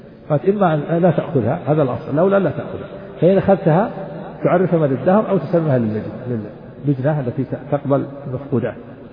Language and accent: Arabic; Najd, Saudi Arabia; ونحن عندنا في نجد نجعل بدلها الخوص